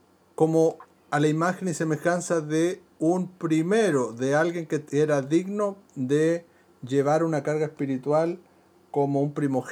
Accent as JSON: {"language": "Spanish", "country": "Chile", "said": "Busquen cuántos éramos en el, como chilenos, cuántos éramos en el 1800"}